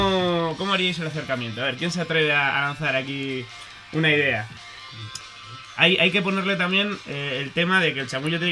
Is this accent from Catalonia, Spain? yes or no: no; Basque Country, Spain; como los vascos se nos da esto también, ¿verdad?